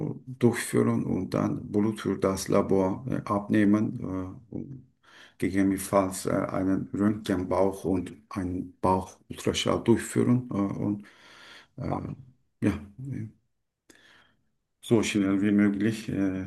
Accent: Turkey; German is a second language; now in Germany; Ich komme aus der Türkei. Seit 3 Jahren ich bin in Deutschland.

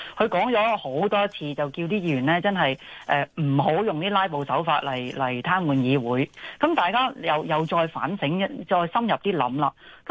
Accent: Hong Kong; 身為一個香港人

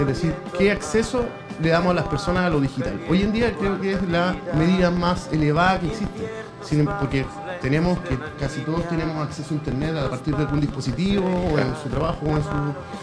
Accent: Puente Alto, Santiago Metropolitan Region, Chile; Yo hoy día ando por la vida diciendo que soy de Puente Alto.

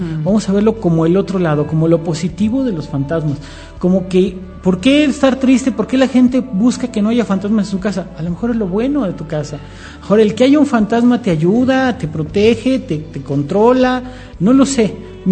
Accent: Mexico; Y como mexicanos, ¿qué ponemos? Una ofrenda

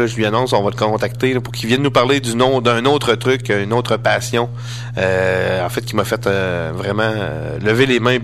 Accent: Saint-Pacôme, Quebec, Canada; Je suis de Saint-Pacôme. dans la MRC de Kamouraska, dans le Bas-Saint-Laurent.

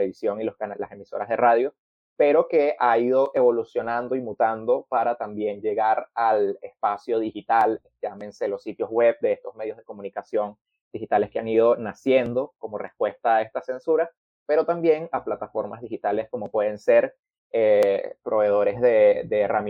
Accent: Caracas, Capital District, Venezuela; yo soy de Caracas, Venezuela.

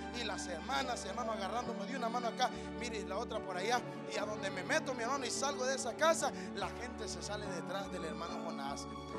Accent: Honduras; Me siento mexicano, me siento guatemalteco, me siento salvadoreño, pero soy hondureño, ¿qué le voy a hacer?

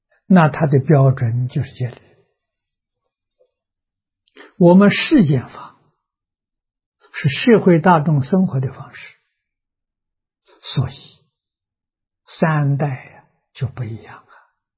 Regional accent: China; 我中国人有中国人生活习惯，有中国人文化。

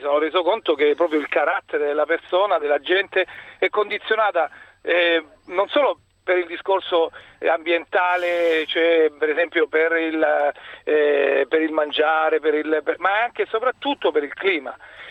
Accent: Lecce, Apulia, Italy; now in Friuli, Italy; io sono un leccese trapiantato nel Friuli

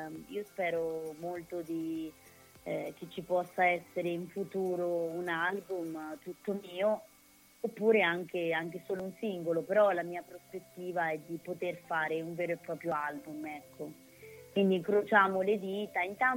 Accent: Pollenza, Marche, Italy; poi ci siamo spostati verso le mie parti, abbiamo fatto delle scene a casa mia, altre scene nei vicoletti di Pollenza

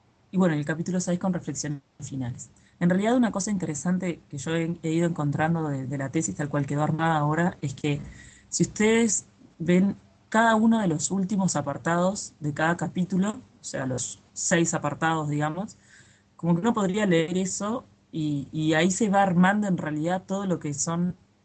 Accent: Uruguay; soy de Uruguay y soy profesora de matemática

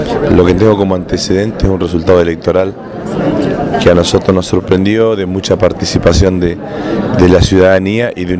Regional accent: Argentina; nosotros somos todos argentinos que tenemos que trabajar juntos para que al país le vaya bien

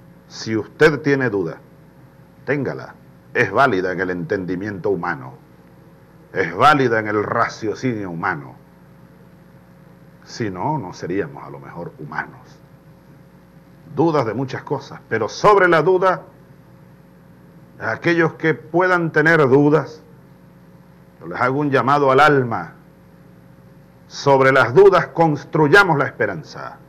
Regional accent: Venezuela; Nosotros somos capaces, los venezolanos.

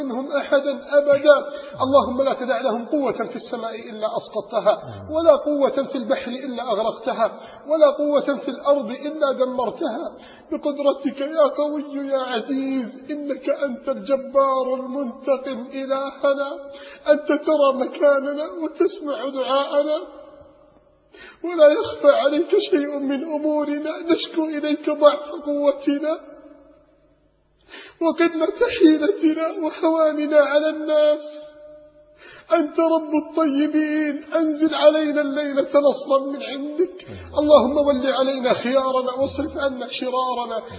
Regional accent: Alexandria, Alexandria Governorate, Egypt; لم يستطيعوا توديعه على الشاطئ عندنا في الإسكندرية

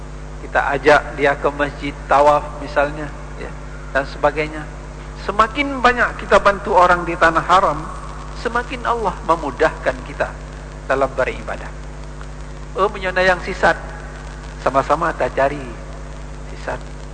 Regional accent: Aceh, Indonesia; Karena kita Aceh ke lebih dekat, murah sedikit dari orang di Sulawesi sana, ya.

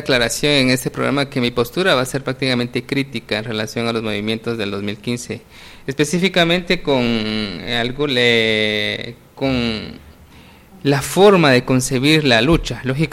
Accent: Guatemala; El hecho de que nosotros como guatemaltecos no podemos evitar que vivimos en un mundo globalizado

